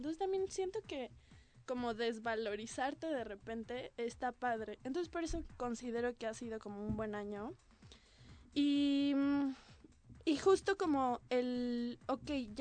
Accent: Mexico; principalmente tal vez como mexicanos, no sé si en otros, no sé cómo sea en otros lugares, pero pienso como que en México hay una importancia familiar como muy grande

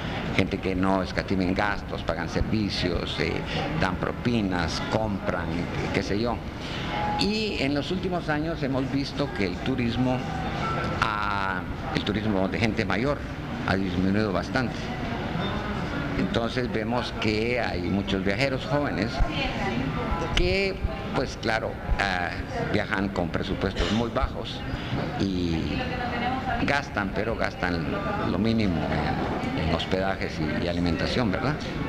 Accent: Amatitlán, Guatemala Department, Guatemala; moved away as an adult; now in Petén, Guatemala; Aunque mi infancia la crecí en Amatitlán, o sea, donde mi familia vivía en Amatitlán, y el nacer pues fue el incidente de ir a un hospital en la ciudad. Y me trasladé al Petén a los 20 años de edad.

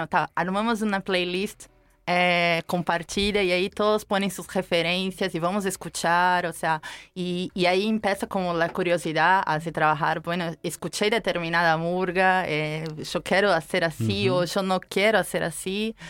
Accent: Brazil; soy brasileña, claro.

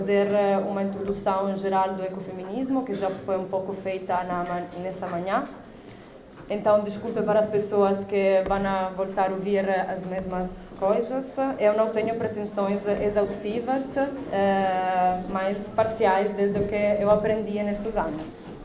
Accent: Italy; Portuguese is a second language; Eu sou italiana, portanto vou falar português lendo.

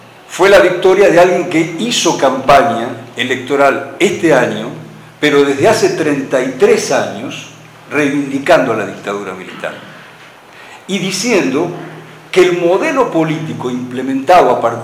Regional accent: Buenos Aires, Argentina; volver a la universidad de la ciudad donde nací, me crié y estudié, en la Universidad

